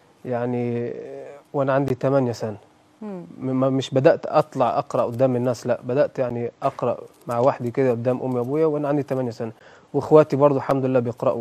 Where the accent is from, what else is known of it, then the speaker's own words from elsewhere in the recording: United Kingdom; طبعا انا مولود في بريطانيا وعشت هناك اي بريطاني